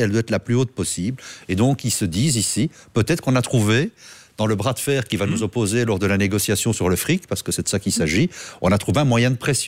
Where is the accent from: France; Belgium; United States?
Belgium; Charleroi, Wallonia; je suis originaire de la région de Charleroi